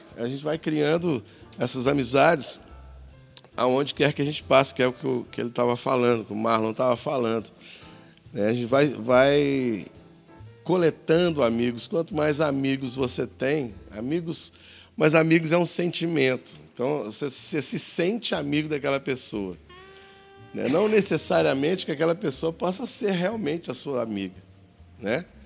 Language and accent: Portuguese; Minas Gerais, Brazil; moved away; eu sou mineiro. E mineiro parece que já anda de braço aberto, né? Assim. Eu e Roberto somos mineiros. A gente veio para cá juntos, né?